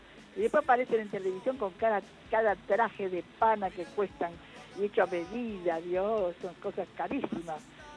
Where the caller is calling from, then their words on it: Agronomía, Buenos Aires, Argentina; de Agronomía